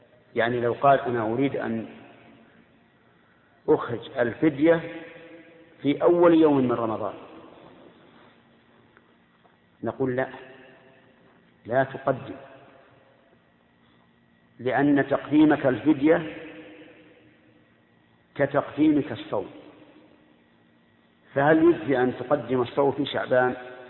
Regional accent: Al-Qassim, Saudi Arabia; خمس الصاع الحال عندنا في القصيم

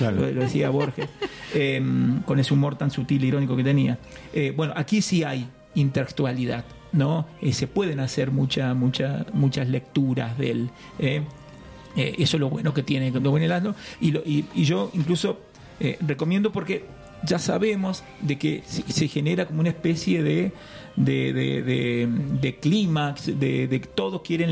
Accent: Argentina; Como somos los argentinos que queremos ganar todo, que no hay segundos lugares

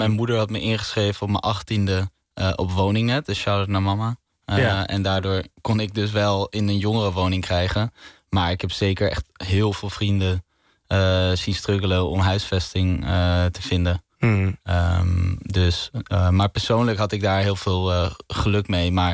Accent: Amsterdam, North Holland, Netherlands; Ja, ik ben geboren in Slotermeer, in het huis van mijn ouders.

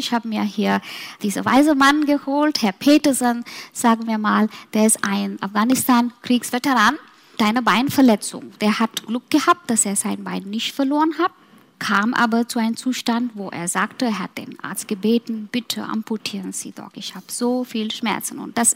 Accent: Mumbai, Maharashtra, India; nach meiner Heimat gehen, Mumbai

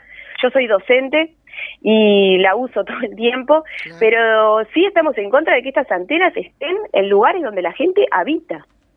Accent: Montevideo, Uruguay; Yo soy montevideana. Viví toda mi vida en Barrio Sur, al lado de la Rambla. Vine a veranear toda mi vida en la Floresta gracias al esfuerzo de mis padres y mis abuelos.

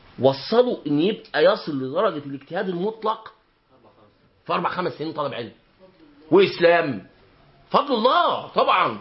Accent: Egypt; ونحن كمصريين موالي لأهل اليمن.

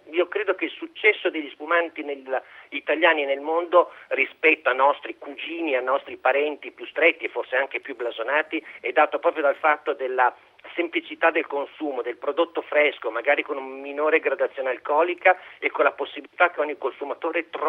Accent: Emilia-Romagna, Italy; come emiliano devo dire

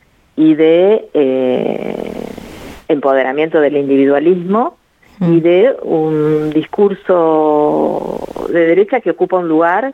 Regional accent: Argentina; now in Germany; Es inquietante verse como argentino, eso quiero decir.

